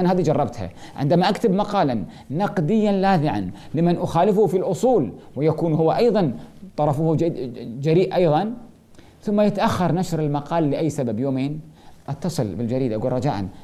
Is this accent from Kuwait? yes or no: yes; Kuwait; الدكتور عبد الله النفيسي عندنا في الكويت